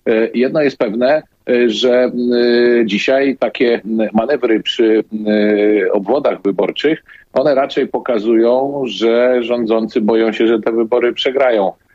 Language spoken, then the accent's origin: Polish; Szczecin, West Pomeranian Voivodeship, Poland; Ja na szczęście jestem ze Szczecina, więc nie mam tego typu problemu.